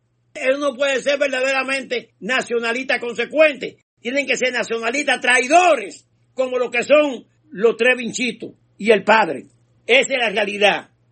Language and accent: Spanish; Dominican Republic; Nosotros como dominicanos de ascendencia haitiana, esa categoría no existe.